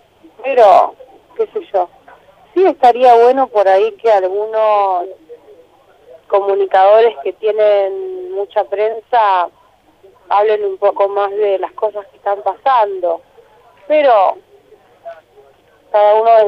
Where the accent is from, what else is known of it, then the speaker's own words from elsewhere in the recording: Trelew, Chubut, Argentina; now in Buenos Aires, Argentina; Me encanta siempre volver al sur. Soy de allá y me siento de allá, aunque hace muchos años vivo acá. Pero me encanta volver y, no sé, soy de Trelew, a pleno.